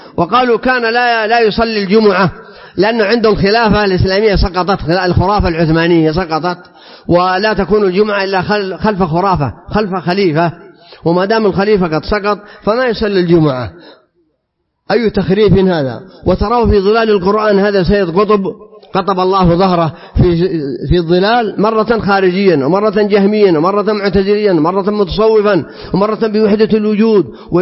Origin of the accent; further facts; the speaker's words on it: Saudi Arabia; احنا أمة سعودية مسلمة